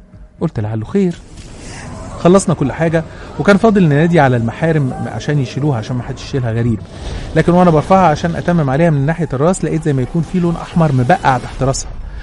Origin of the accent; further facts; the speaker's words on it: Cairo, Cairo Governorate, Egypt; وقتها كنت بدرس في اسكندريه وانا من اهل القاهره، كنت قاعده في سكن الطلبه